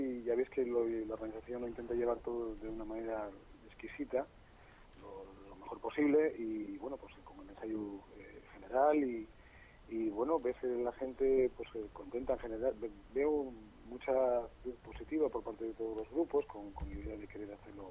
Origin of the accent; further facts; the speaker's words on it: Gijón, Asturias, Spain; yo que soy de Sisión y que voy a ver conciertos de otras cosas y demás